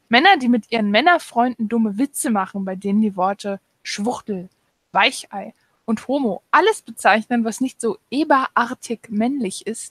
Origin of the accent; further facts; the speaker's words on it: Russia; Ich komme aus Russland.